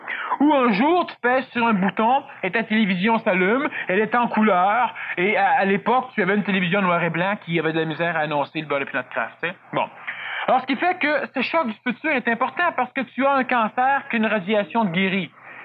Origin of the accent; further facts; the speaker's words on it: Quebec, Canada; ce n'est pas parce que je suis Québécois que je le dis.